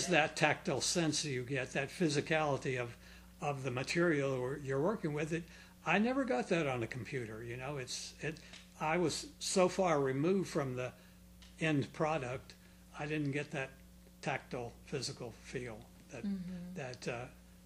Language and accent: English; Clearwater, Florida, United States; I'm from here. I'm from Clearwater.